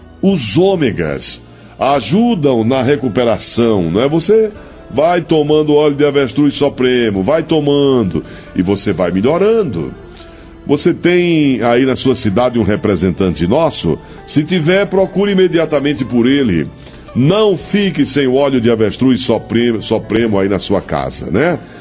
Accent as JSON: {"language": "Portuguese", "region": "Sergipe", "country": "Brazil", "said": "O povo sergipano é maravilhoso, povo lá da minha terra, de bode com sede."}